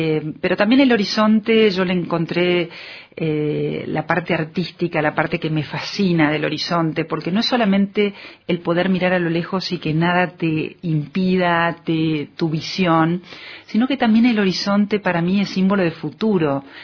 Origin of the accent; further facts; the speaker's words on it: Carlos Casares, Buenos Aires Province, Argentina; moved away as an adult; Pero mi infancia siempre fue en Carlos Casares. Yo hice mi colegio, mi primaria, mi secundaria en Carlos Casares, hasta que, bueno, como es un pueblo muy chico, no hay universidades